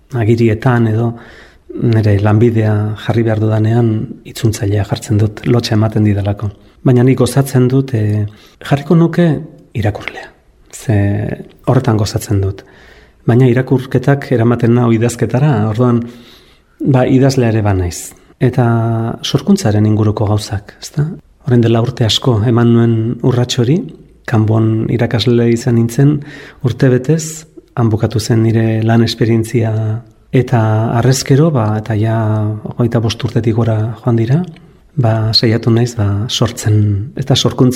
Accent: Ordizia, Basque Country, Spain; born there; etortzen nintzela 13-14 urterekin bakar-bakarrik Ordiziatik, nire jaioterritik

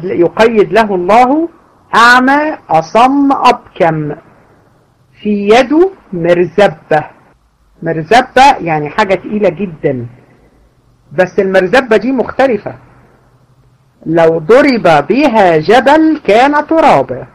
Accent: Egypt; وده المشهور عندنا في مصر

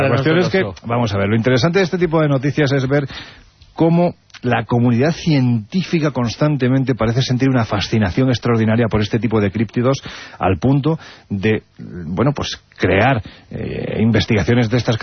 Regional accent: Andalusia, Spain; yo siempre lo digo, que soy andaluz sin gracia

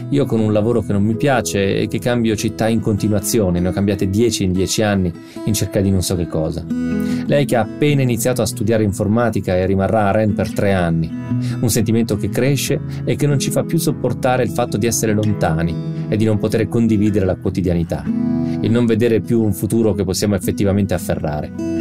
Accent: Fermo, Marche, Italy; 3 di loro sono a Fermo, che è la mia città natale nelle Marche.

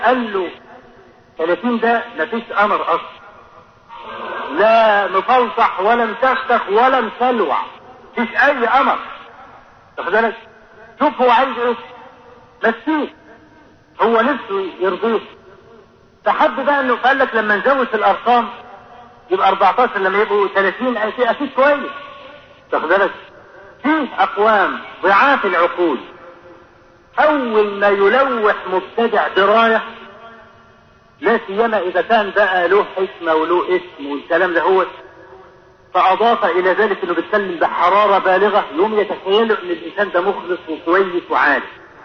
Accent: Egypt; ودرج عندنا في مصر هنا

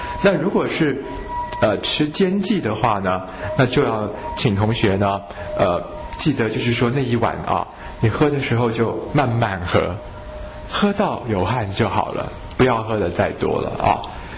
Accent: Taiwan; 可是我们台湾人呢，除了腠理虚松之外呢，更加的是我们台湾人大部分都是阳虚阴实啊

